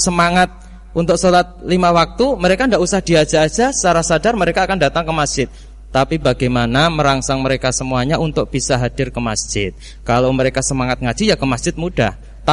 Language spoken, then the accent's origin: Indonesian; Weru, Central Java, Indonesia; Di kampung saya dari Wonosari, Weru, Sukoharjo. Jadi Sukoharjo paling selatan, berbatasan dengan Gunung Kidul.